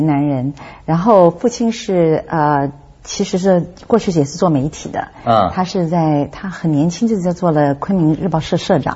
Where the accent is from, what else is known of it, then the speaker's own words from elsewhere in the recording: Hong Kong; born there; 对对，我是在香港出生的，就是这个原因